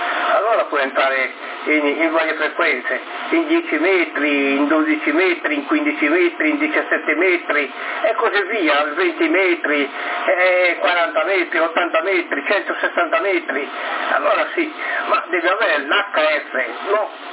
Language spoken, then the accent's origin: Italian; Sardinia, Italy; Tu vai a cuccia, non ti sta interrogando nessuno, che noi siamo sardi.